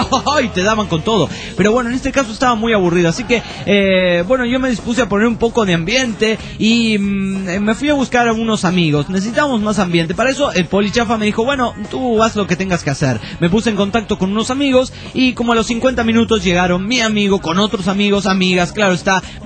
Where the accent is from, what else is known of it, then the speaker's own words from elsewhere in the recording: Tarija, Bolivia; Un saludo para todos los tarijeños.